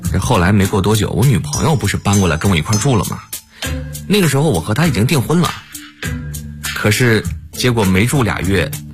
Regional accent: Fujian, China; now in Beijing, China; 我家在福建的一个小县城，大学毕业之后我就去了晋江的一家公司。

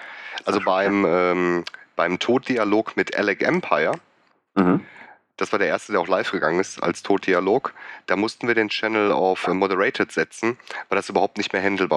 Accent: Gelsenkirchen, North Rhine-Westphalia, Germany; Also ich komme ursprünglich eigentlich aus Gelsenkirchen.

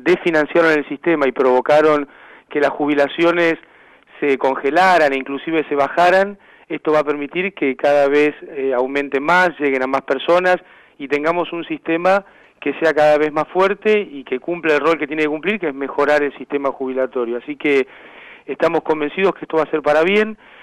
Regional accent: Mar del Plata, Buenos Aires Province, Argentina; moved away as an adult; Yo soy de Mar del Plata.

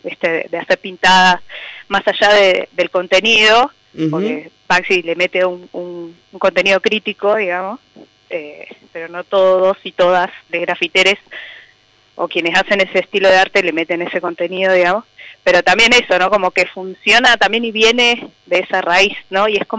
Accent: La Plata, Buenos Aires Province, Argentina; born there; ¿Dónde nací yo? En La Plata, Buenos Aires.

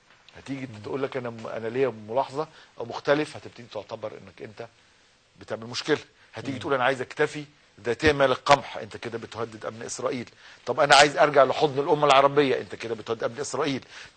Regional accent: Egypt; واتعمل عندنا في مصر

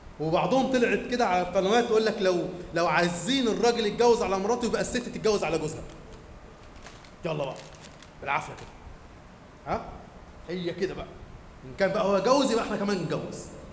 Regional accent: Egypt; لكن احنا كمصريين زعلانين عليه ليه قوي كده؟

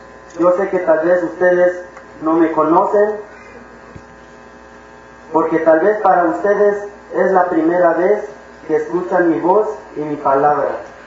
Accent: La Realidad, Chiapas, Mexico; vengo del Caracol 1, La Realidad. Yo soy

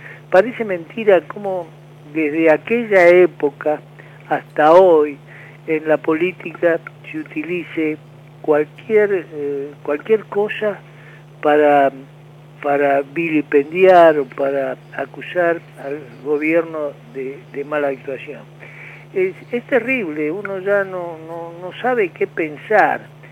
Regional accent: Argentina; Y ese es el grave problema que tenemos como los argentinos.

